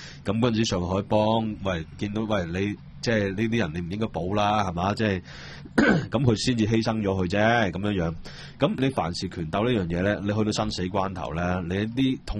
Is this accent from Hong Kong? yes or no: no; United States; 關我哋美國人咩事啫？